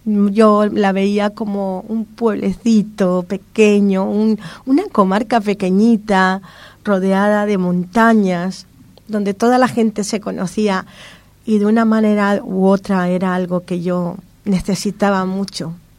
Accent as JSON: {"language": "Spanish", "country": "Venezuela", "tie": "born or raised there", "also_born_or_lived": "Spain", "said": "Yo en este momento soy apátrida, porque yo nací en España. Nací. Venezuela me vio crecer, me educó. Ahora estoy aquí."}